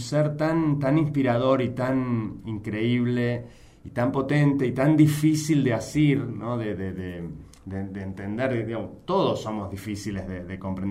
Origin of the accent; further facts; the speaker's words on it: Buenos Aires, Argentina; Sí, argentinísimo, de Chacarita.